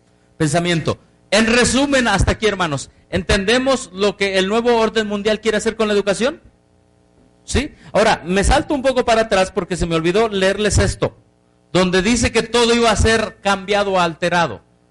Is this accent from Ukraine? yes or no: no; Mexico; como mexicano ya estoy bajo de eso.